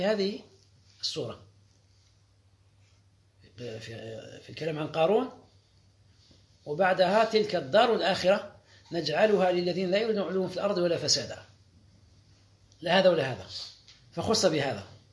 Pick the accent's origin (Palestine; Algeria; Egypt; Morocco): Algeria; هذا المصطلح اليوم في القوانين الوضعية عندنا في الجزائر هنا